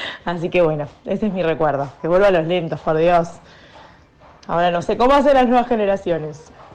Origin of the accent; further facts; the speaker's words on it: La Plata, Buenos Aires Province, Argentina; Yo soy de La Plata, había un boliche que era de cachengue